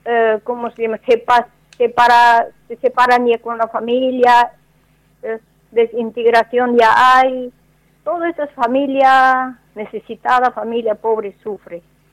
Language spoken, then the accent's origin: Spanish; Bolivia; muchos hombres que salen de mi país, por ejemplo, yo soy boliviana